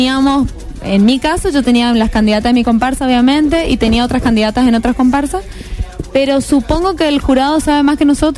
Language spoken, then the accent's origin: Spanish; Argentina; por como representante argentina estuve en China 2 veces, el año antepasado y el año pasado